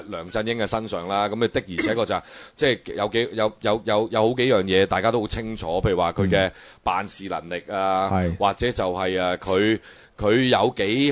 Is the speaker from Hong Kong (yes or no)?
yes; Hong Kong; 如果你作为一个土生土长嘅香港人啊，我哋叫我哋而家今日可以叫自己做旧香港人啦，